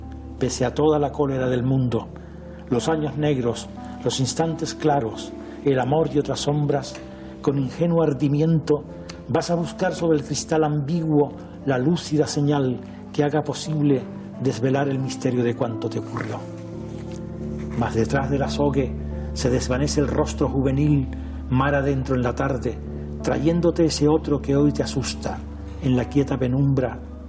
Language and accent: Spanish; Canary Islands, Spain; Yo no digo que me siento canario, es que yo soy canario, ¿no?